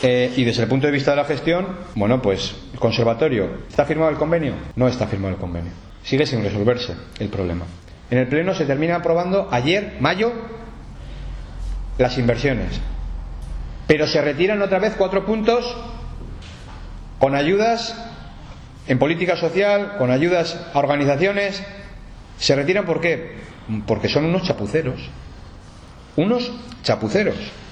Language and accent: Spanish; Navarre, Spain; estamos muy cómodos siendo Navarra, siendo una comunidad foral y española, muy cómodos.